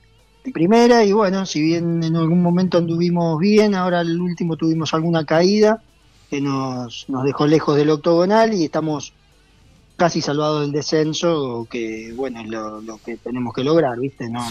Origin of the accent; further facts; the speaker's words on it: Argentina; Somos así los argentinos somos bastante difíciles en ese sentido.